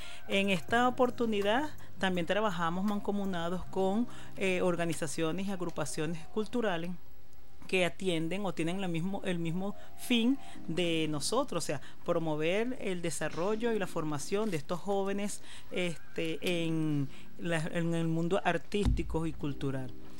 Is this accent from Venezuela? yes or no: yes; Venezuela; que se identifique como venezolanos que somos.